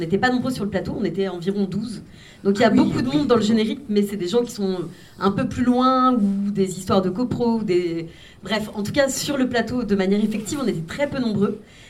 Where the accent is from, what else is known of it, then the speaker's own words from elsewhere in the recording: France; moi, je suis née en France, mais de deux parents polonais. Enfin, donc, j'ai grandi dans une famille polonaise en France